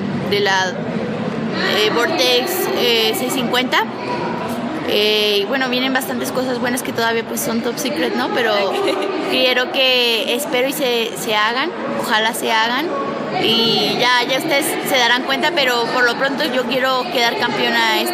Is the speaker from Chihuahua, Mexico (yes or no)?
yes; Chihuahua, Mexico; soy de Chihuahua, tengo 16 años, nací el 2 de marzo del 2000 y bueno, soy su piloto mexicano.